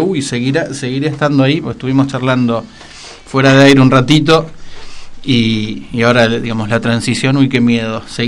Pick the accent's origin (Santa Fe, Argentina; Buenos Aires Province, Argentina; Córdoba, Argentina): Santa Fe, Argentina; Rosario; un artista y galerista de Rosario, mi ciudad natal.